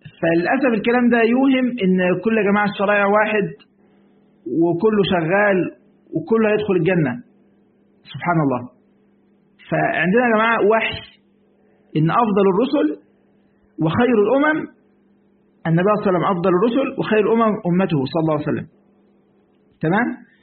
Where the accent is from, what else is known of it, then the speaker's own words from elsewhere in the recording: Egypt; في مرة بقول عندنا في مصر بيسموه الشاي